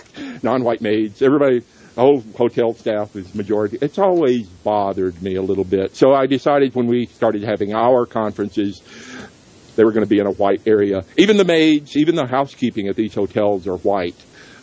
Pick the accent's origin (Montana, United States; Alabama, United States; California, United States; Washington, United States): Alabama, United States; Athens; I grew up in Athens, right outside Huntsville, Alabama, of course.